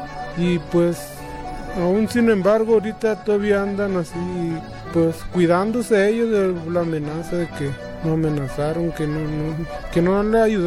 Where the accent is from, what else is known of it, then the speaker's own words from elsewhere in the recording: Álamos, Sonora, Mexico; Soy guarijío de Sonora, del municipio de Álamo. Ahí pues somos cuatro comunidades o cinco comunidades somos